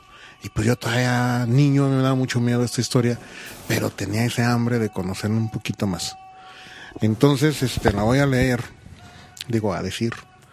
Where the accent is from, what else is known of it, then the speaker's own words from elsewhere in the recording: Mexico; esa parte maravillosa que tenemos como mexicanos